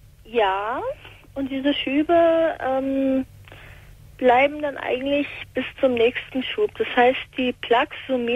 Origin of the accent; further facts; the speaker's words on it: Hesse, Germany; Ich komme aus der Nähe von Frankfurt.